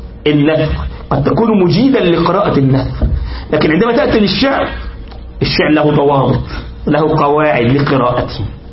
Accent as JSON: {"language": "Arabic", "country": "Egypt", "said": "حتى يعني نكتبه على الكمبيوتر عندنا في مصر ونراجعه"}